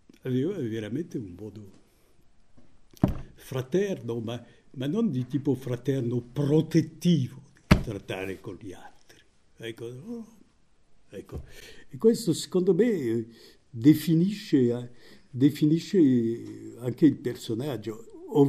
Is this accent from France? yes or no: yes; France; Italian is a second language; visto che io sono francese